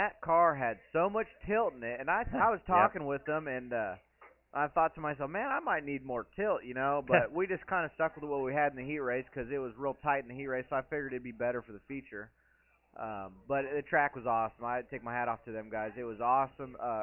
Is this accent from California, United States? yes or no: yes; California, United States